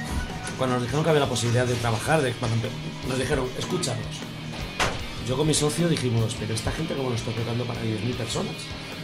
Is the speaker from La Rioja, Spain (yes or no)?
no; Galicia, Spain; now in Madrid, Spain; Yo vengo de Galicia, entonces... cuando llegué a Madrid, yo quedé alucinado de la cantidad de bandas que había en Madrid.